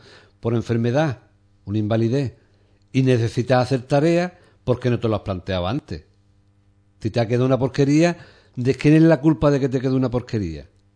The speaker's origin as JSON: {"language": "Spanish", "town": "Ubrique", "region": "Andalusia", "country": "Spain", "said": "yo creo que todos los que somos de Ubrique conocemos esta realidad"}